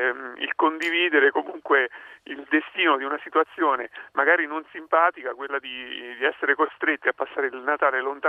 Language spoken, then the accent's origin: Italian; Ascoli Piceno, Marche, Italy; io poi sono di Ascoli Piceno